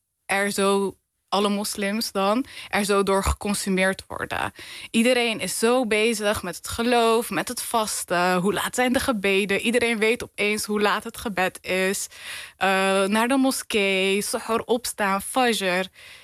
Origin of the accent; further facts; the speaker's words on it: Rotterdam, South Holland, Netherlands; Ik ben een echte Rotterdammer. Ik hou ook van Rotterdam. Mooiste stad van Nederland.